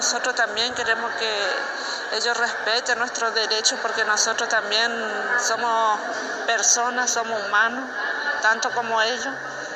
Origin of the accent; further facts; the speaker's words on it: Chaco, Argentina; first language Toba; Spanish is a second language; Nosotros somos del Chaco. Vinimos al 35 Encuentro de Mujeres.